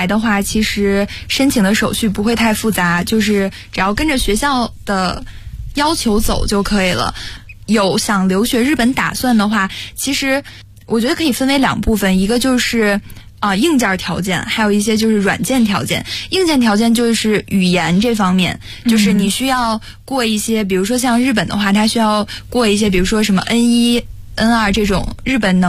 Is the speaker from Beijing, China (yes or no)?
yes; Beijing, China; 我的发小就是小的时候是在北京跟我住在同一个小区